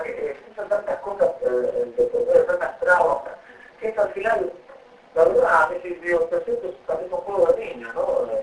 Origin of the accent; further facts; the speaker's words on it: Argentina; moved away; si salí de Argentina y yo en Argentina no tenía expectativas de nada